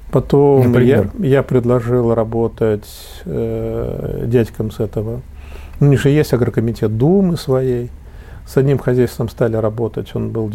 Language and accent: Russian; Ural, Russia; А там сибирские мужики здоровые, я уралец